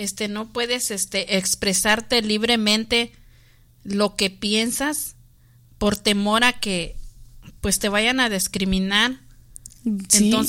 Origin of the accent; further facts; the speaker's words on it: Mexico; Sí, pues también en México, yo soy de México y también eso existía